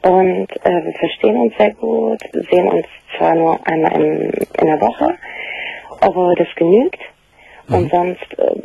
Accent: Turkey; Ja, er ist 18, ich bin Türkin. Und wir kommen halt aus den gleichen Kulturkreisen.

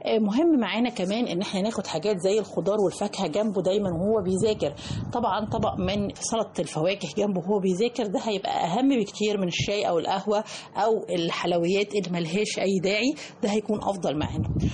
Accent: Egypt; لانه للأسف الشديد احنا كمواطنين مصريين بناخد كمية قليلة جدا من الالياف الغذائية

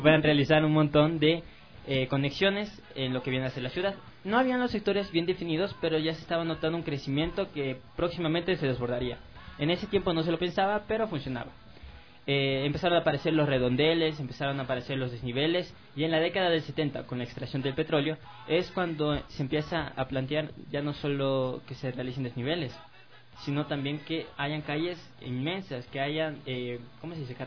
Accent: Quito, Pichincha, Ecuador; creo que es parte de los ciudadanos como quiteños

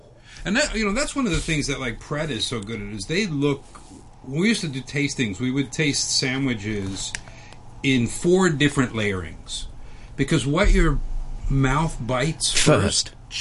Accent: Chicago, Illinois, United States; because I'm from Chicago, it would be summer sausage.

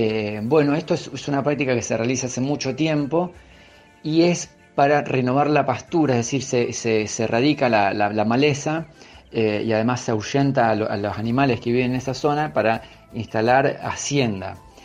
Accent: Rosario, Santa Fe, Argentina; Y bueno, y nos atraviesa a todos como rosarinos que padecemos los estragos ambientales y la destrucción de nuestra fauna.

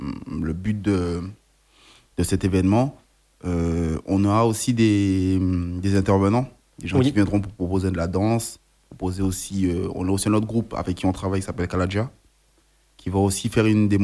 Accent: Paris, Île-de-France, France; born there; Vu que je suis né à Paris

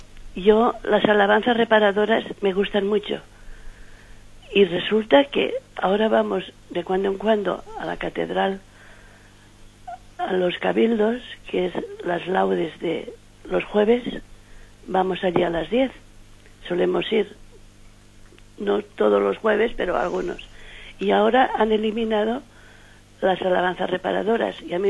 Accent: Castellón, Valencian Community, Spain; Buenos días, pues … Adelante. Soy de Castellón.

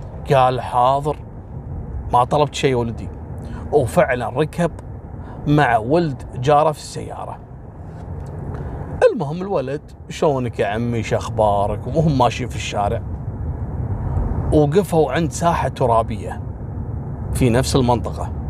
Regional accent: Kuwait; في عام 2017 عندنا في الكويت هني في جيران أصدقاء

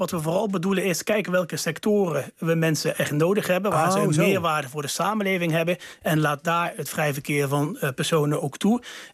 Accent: Limburg, Netherlands; ik ben als Limburger een groot voorstander van het vrij verkeer van personen. Zeker bij ons in de grensregio. Ik woon 200 meter van de Belgische grens.

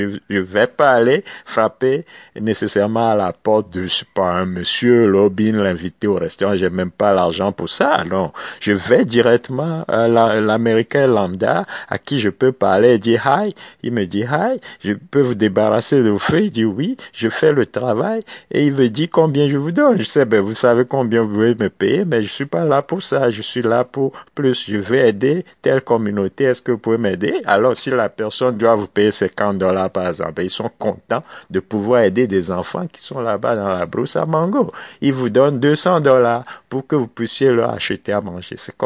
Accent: Togo; Ben, allez, en tant que Togolais

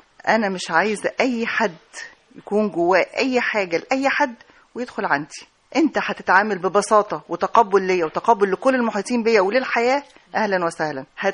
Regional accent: Egypt; اللي هي يعني توازي منطقة المعابد عندنا في الأقصر وأسوان

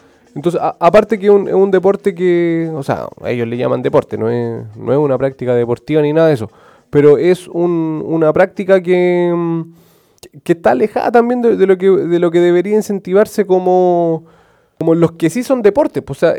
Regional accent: Chile; lo como somos como sociedad chilena

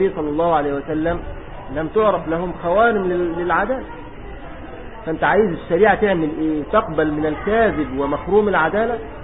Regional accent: Egypt; هذا موجود عندنا في مصر

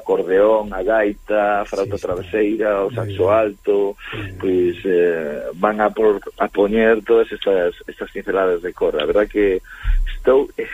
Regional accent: A Coruña, Galicia, Spain; porque ademais nací en Monte Alto, medrei en Monte Alto

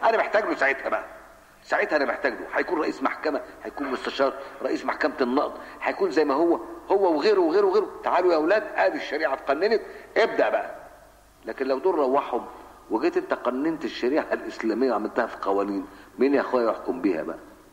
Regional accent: Cairo, Cairo Governorate, Egypt; now in Alexandria, Egypt; انا بقى قاهري، انا مش اسكندراني، انا قاهري، انا جيت هنا بحكم العمل، قاهري. ومن طلاب مدرسه اشتهرت بمثل هذه الامور، مدرسه الخديويه الثانويه، وبيتي جنب المركز العام للاخوان المسلمين

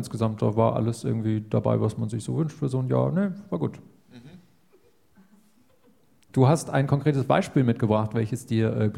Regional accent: Dinslaken, North Rhine-Westphalia, Germany; in der Stadt meiner Kindheit in Dienstlaken beim Fantastival auf der Freilichtbühne

